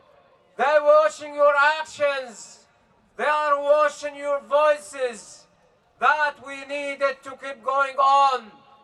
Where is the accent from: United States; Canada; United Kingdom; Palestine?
Palestine; Hebron, Hebron Governorate; I came from Al-Khalil! From Hebron in Palestine